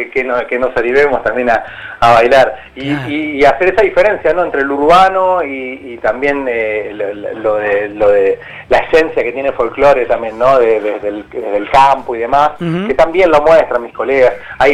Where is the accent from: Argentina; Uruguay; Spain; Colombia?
Argentina; Luján, Buenos Aires Province; yo soy de Luján, provincia, sí, de Buenos Aires